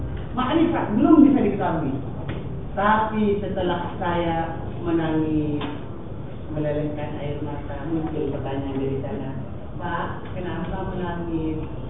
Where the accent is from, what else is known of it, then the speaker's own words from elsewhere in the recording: East Java, Indonesia; Hanya saja ditugaskan masuk ke dalam tubuh orang Madura berbahasa Madura saja. Udah pake Madura. Madura tubuh saya ini Madura.